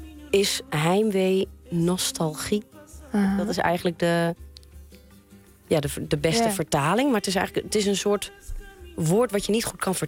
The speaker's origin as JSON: {"language": "Dutch", "country": "Netherlands", "tie": "born or raised there", "said": "ik ben in Nederland opgegroeid en ik heb hier ook theater, ik heb hier gestudeerd."}